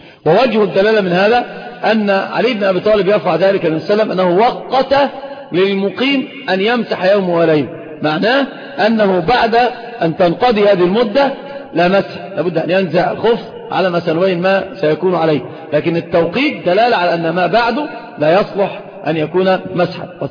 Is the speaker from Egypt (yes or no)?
no; Saudi Arabia; والخف ظاهر عندنا في السعودية